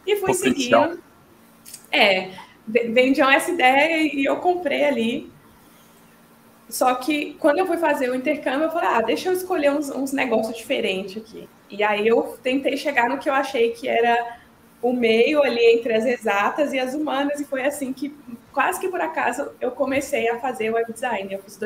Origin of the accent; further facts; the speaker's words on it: Coronel Fabriciano, Minas Gerais, Brazil; eu sou mineira, nasci e cresci em Coronel Fabriciano, que é uma cidadezinha no interior de Minas Gerais. Eu morei lá um bom tempo da minha vida.